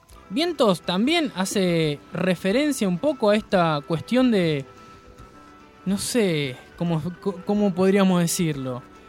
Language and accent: Spanish; Buenos Aires Province, Argentina; nosotros somos de Zona